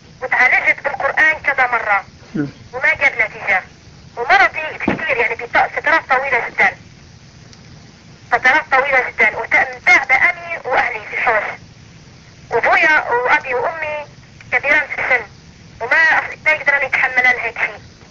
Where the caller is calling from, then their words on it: Libya; انا من ليبيا بتكلم